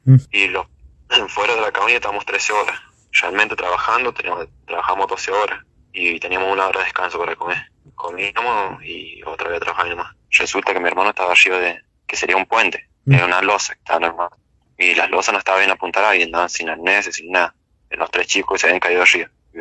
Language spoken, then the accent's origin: Spanish; La Dormida, Mendoza, Argentina; nosotros somos de Mendoza, Santa Rosa, La Dormida.